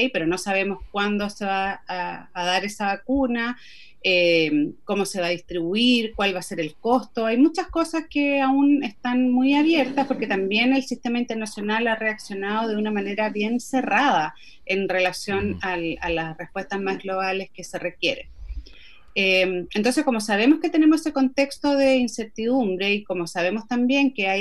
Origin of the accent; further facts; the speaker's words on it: Chile; No solamente somos los chilenos en general